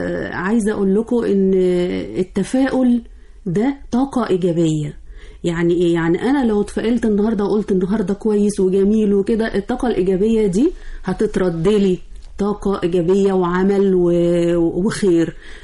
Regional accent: Egypt; ونركز في بناء بلدنا. بلدنا مصر محروسة ليوم الدين

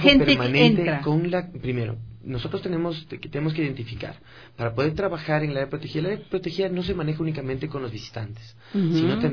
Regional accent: Ecuador; Nosotros deberíamos interesarnos más como ecuatorianos en conocer lo que tenemos.

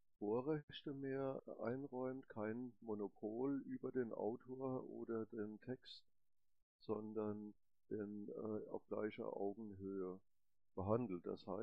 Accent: Leipzig, Saxony, Germany; Wie gesagt, ich komme aus Leipzig

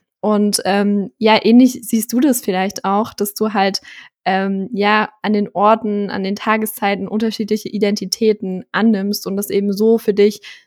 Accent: Thuringia, Germany; ich komme ja vom Dorf, aus Thüringen. Und da wohne ich jetzt immer noch, auch noch nach dem Abi.

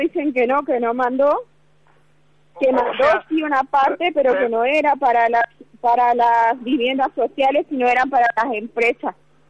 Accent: Chaco, Argentina; nosotros, aparte de ser chaqueño, también somos argentino.

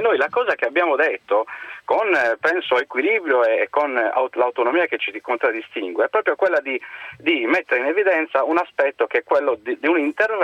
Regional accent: Sardinia, Italy; ce lo auguriamo come sardi

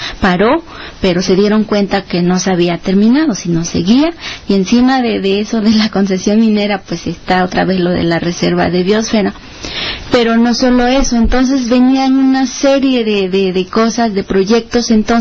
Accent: Guerrero, Mexico; venimos pues de Guerrero, una comisión del Consejo Indígena y Popular de Guerrero.

